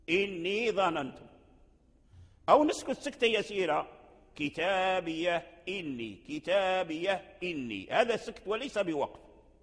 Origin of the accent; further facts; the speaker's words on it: Morocco; لكن الذي جرى به العمل عندنا في المغرب